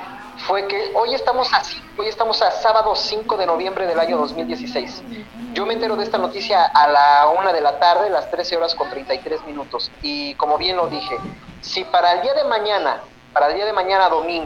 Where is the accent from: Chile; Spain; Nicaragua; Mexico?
Mexico; Mexico City; cuando voy a la Ciudad de México, de donde soy originario